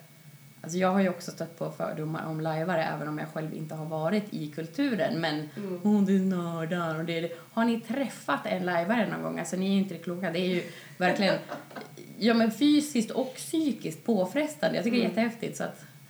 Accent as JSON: {"language": "Swedish", "region": "Gävleborg County", "country": "Sweden", "said": "Jag bara, men det här är min dialekt. Och ni bara, nej, vi förstår inte. För att du kommer från Hälsingland."}